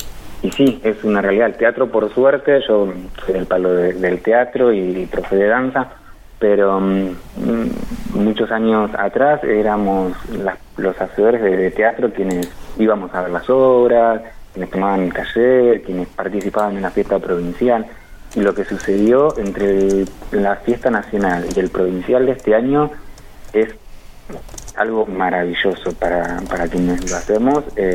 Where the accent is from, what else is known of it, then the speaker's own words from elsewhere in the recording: Santa Rosa, La Pampa, Argentina; a mi generación, que nos fuimos de Santa Rosa en busca de propuestas que no había acá.